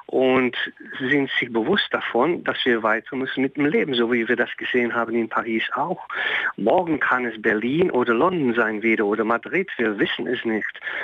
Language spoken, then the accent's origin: German; Belgium; German is a second language; weil wir natürlich als Belgier immer hochten, dass wir mit Ironie leben können, dass wir eine offene Gesellschaft haben, dass wir nicht rassistisch sind